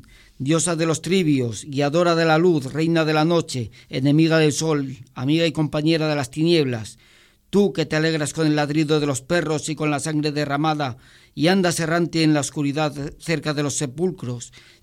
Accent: Luarca, Asturias, Spain; born there; yo nací en Luarca, en la calle, en la calle de la Fuente, justo enfrente de la Fuente, que además se llama la Fuente del Bruixo.

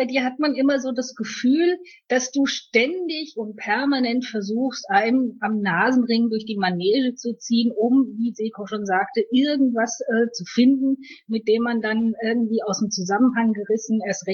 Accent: Kerpen, North Rhine-Westphalia, Germany; Okay, ich bin aus NRW, aus Kerpen

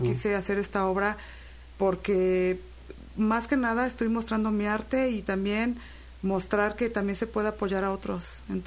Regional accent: Xalapa, Veracruz, Mexico; Yo soy de aquí, de Jalapa.

